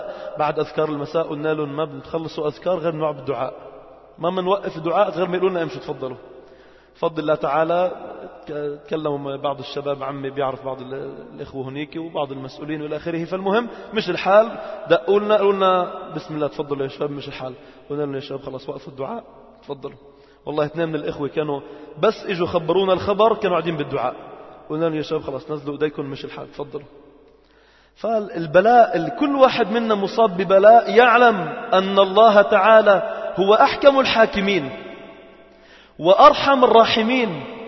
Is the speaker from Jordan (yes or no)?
no; Lebanon; يعني مش مفتوح مثل عندنا في لبنان